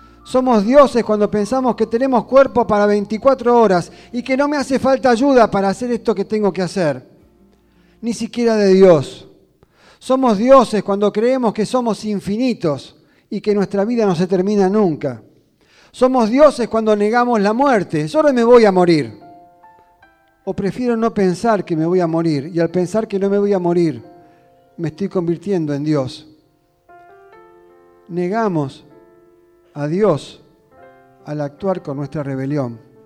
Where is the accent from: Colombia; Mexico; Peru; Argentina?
Argentina; es lo que nos está pasando como argentinos.